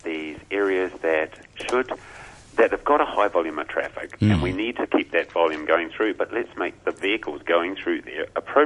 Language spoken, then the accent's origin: English; New Zealand; You know, as a Kiwi